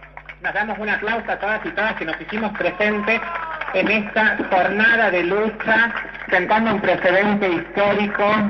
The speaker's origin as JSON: {"language": "Spanish", "region": "Córdoba", "country": "Argentina", "said": "Bueno, yo soy de Córdoba"}